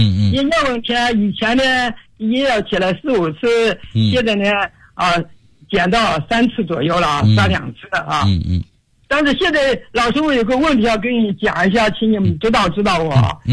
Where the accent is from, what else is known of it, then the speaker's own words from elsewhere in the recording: Foshan, Guangdong, China; 我来自广东佛山，今年已经84周岁了。